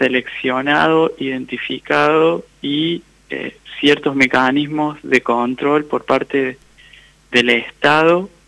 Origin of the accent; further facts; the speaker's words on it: Jesús María, Córdoba, Argentina; also born or lived in Colonia Caroya; Y oriundo de... Nací en Colonia Carolla y en Jesús María transité como la mayoría de mi infancia y adolescencia.